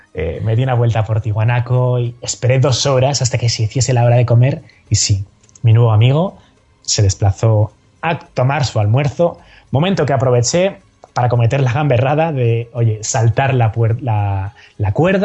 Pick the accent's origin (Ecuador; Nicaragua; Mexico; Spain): Spain; mire, yo soy un chico español